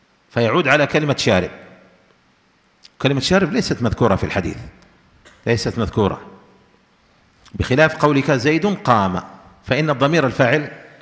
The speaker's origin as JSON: {"language": "Arabic", "country": "Yemen", "said": "لكن عندنا في اليمن يقولون في الإعراب"}